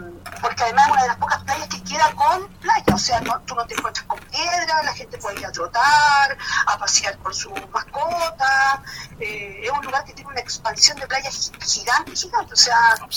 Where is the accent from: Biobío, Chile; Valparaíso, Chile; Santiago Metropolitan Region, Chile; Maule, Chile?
Valparaíso, Chile; San Antonio; lo que somos de San Antonio, lo que, como dice uno, nació y vivió acá, nunca hemos dejado de visitar ese lugar